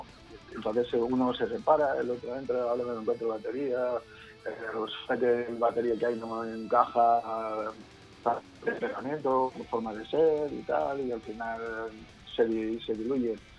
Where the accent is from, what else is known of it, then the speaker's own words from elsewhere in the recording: Valencian Community, Spain; somos valencianos, ¿no?, un barrio de Madrid